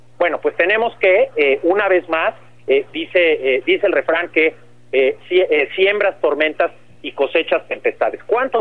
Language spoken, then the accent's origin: Spanish; Mexico; la necesidad que tenemos como mexicanas y como mexicanos de proteger a nuestros defensores de derechos humanos